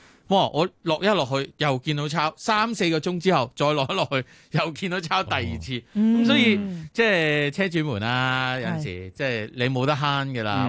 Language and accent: Cantonese; Hong Kong; 我哋都系香港人啊